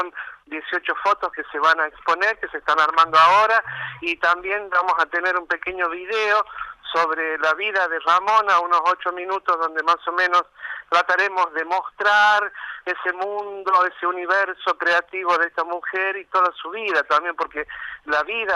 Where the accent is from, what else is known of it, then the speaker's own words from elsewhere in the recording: La Rioja, Argentina; viste cómo somos los riojanos, que por ahí nos demoramos un poquito